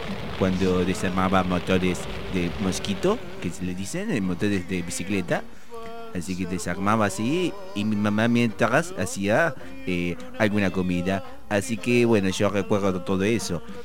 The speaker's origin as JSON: {"language": "Spanish", "town": "Paris", "region": "Île-de-France", "country": "France", "tie": "born there", "second_language": "Spanish", "said": "es un dialecto que tenemos en París, en una parte de París donde yo nací."}